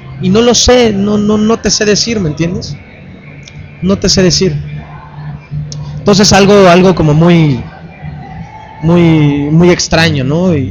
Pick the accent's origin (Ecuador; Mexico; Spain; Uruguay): Mexico; Se hace la mexicana porque somos el país con más poblado de América Latina, hispanoparlantes, pues.